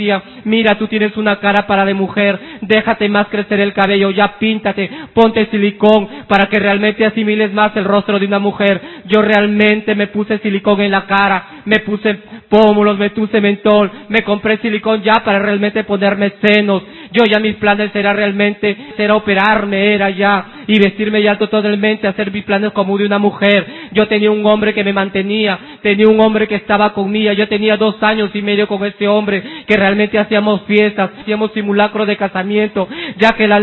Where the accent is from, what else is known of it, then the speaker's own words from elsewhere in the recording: La Victoria, Lima, Peru; Soy del distrito de La Victoria.